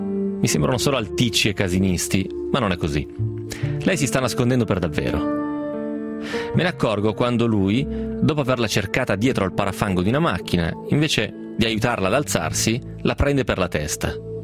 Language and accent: Italian; Piedmont, Italy; essendo piemontese anch'io, non so se Zarro è solo dalle parti nostre.